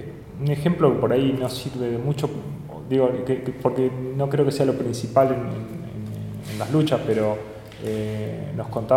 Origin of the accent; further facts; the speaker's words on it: La Plata, Buenos Aires Province, Argentina; los que somos de acá de La Plata